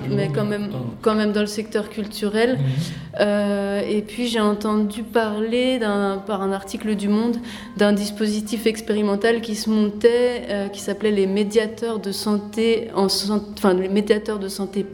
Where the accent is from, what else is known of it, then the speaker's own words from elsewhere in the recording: Nancy, Grand Est, France; born there; moi, je suis née à Nancy, c'est ma toute première exposition personnelle dans ma ville.